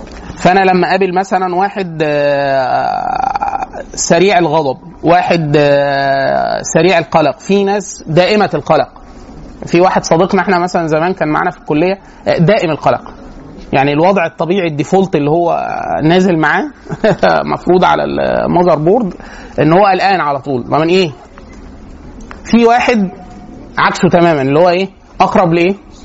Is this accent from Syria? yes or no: no; Egypt; احنا طبيعيين طبقا للي بيحصل عندنا في مصر،